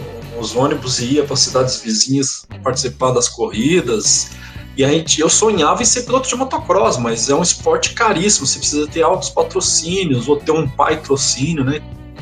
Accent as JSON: {"language": "Portuguese", "town": "Umuarama", "region": "Paraná", "country": "Brazil", "tie": "born or raised there", "said": "Com criança, eu morava no interior. Eu sou paranaense, né? Eu morava no interior do Paraná, lá em Moarama. Uhum. E a cidade assim, com 100, 130 mil habitantes."}